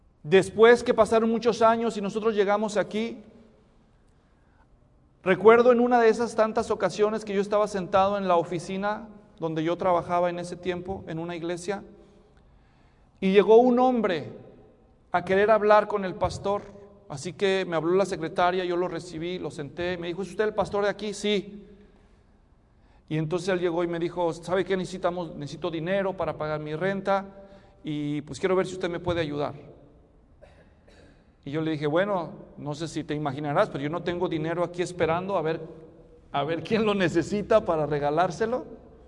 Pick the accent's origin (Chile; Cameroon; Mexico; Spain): Mexico; born there; also born or lived in Guatemala; teníamos pasaporte porque vivíamos en Guatemala y somos mexicanos de nacimiento.